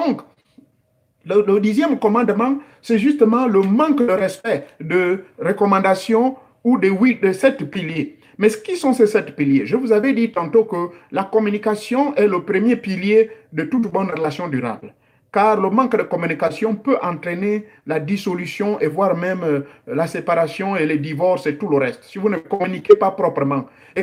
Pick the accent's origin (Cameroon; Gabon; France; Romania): Gabon; Oyo, comme nos mamans de Chibanga font chez nous au Gabon.